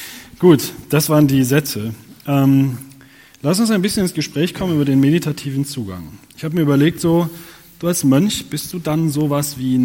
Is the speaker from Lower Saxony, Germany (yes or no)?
yes; Nordholm, Lower Saxony, Germany; Also, Menschen in meiner Heimat Nordholm in Niedersachsen, sagt mal nach, dass sie